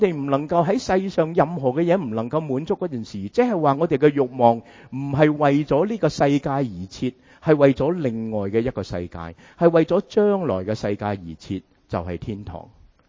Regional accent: United States; 亦都系原因点解我哋美国人咁鍾意食快餐

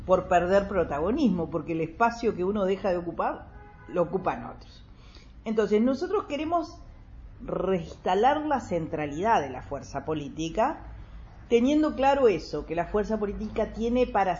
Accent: Uruguay; como todo uruguayo, así somos directores técnicos, así somos psicólogos

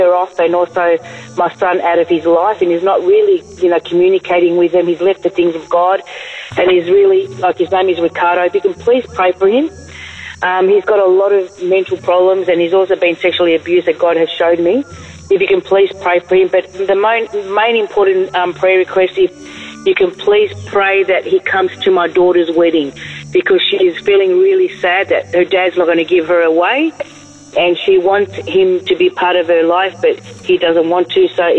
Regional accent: Melbourne, Victoria, Australia; I'm from Australia in Melbourne.

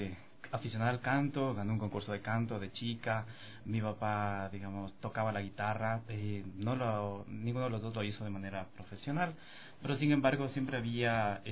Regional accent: Quito, Pichincha, Ecuador; also born or lived in Machala; Nosotros somos de Machala. Yo nací en Machala, pero fui criado aquí en Quito, realmente, ¿no?

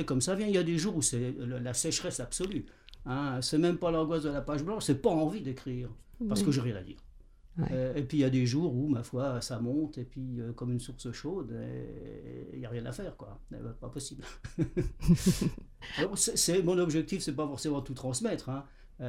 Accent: Jarville, Grand Est, France; born there; Donc je suis né à Jarville, hein, dans la région, devant les ruines des forges du Nord-Est.

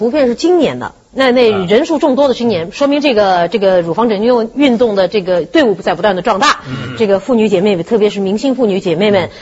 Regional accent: Shanghai, China; 我令上海蒙羞了嘛，我耻为上海人。

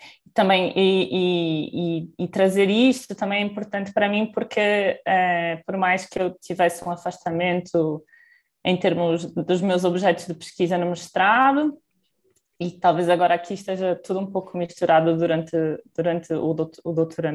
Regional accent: Portugal; moved away as an adult; now in São Paulo, Brazil; eu sou portuguesa, para quem não me conhece, e a minha formação base foi em Portugal

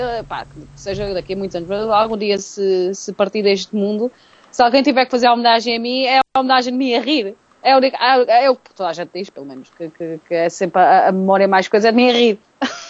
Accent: Baixa da Banheira, Setúbal, Portugal; Eu ia dizer, eu sou da Baixa da Banheira

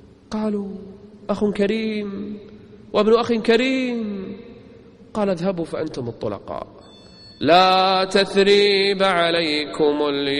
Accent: Kuwait; موجودين عندنا بالكويت للأسف

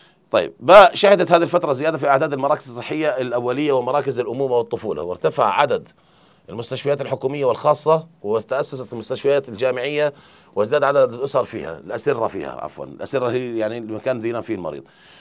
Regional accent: Jordan; واحنا عندنا في الاردن يعني بصراحه

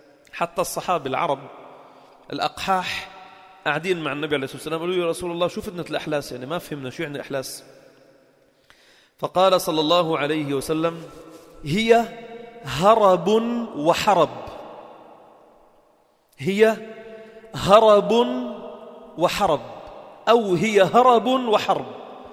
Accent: Lebanon; born there; هاي أنا خلقنا من فلسطين، خلقنا بلبنان وأبي خلق بلبنان وجدي إجا على لبنان عمره 5 سنين

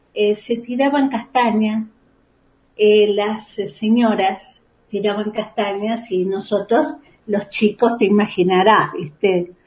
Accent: Liniers, Buenos Aires, Argentina; Yo recordaba de cuando era chica y vivía en Liniers, vivía hasta los 23 años allá

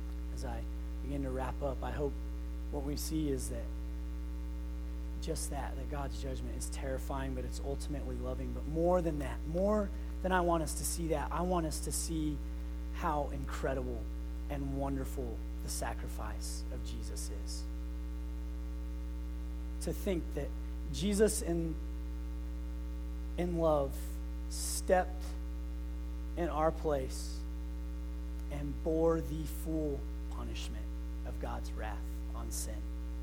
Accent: Farmington, United States; Growing up in Farmington, there was this hill that we loved to skate on because it had this big turn that was fun to make.

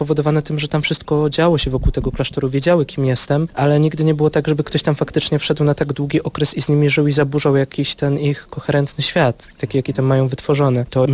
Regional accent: Staniątki, Lesser Poland, Poland; Staniątki. To jest mała wieś pod Krakowem, 20 kilka kilometrów. Tam się wychowałem, też wokół klasztoru.

